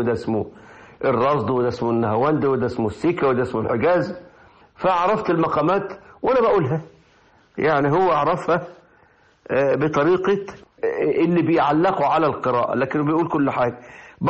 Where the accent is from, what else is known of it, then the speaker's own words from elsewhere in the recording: Mutubas, Kafr El Sheikh Governorate, Egypt; شفته يقرأ بلدتي اسمها مطوبس، مدينة مطوبس كفر الشيخ، جاء في بلدة قريبة وأنا كنت في الكتاب